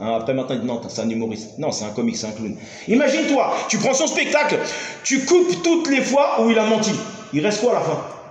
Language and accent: French; France; nous on vient de France, on vient d'Europe.